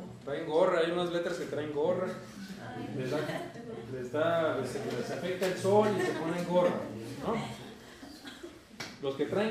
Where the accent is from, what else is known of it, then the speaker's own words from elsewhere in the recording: northern Mexico, Mexico; Yo como norteño mexicano, nosotros los norteños mexicanos decimos muchacha.